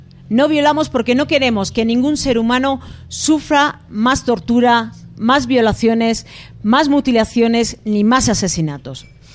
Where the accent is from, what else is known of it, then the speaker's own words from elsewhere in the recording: Basque Country, Spain; born there; en esa pequeña parte del mundo donde yo nací, que es el País Vasco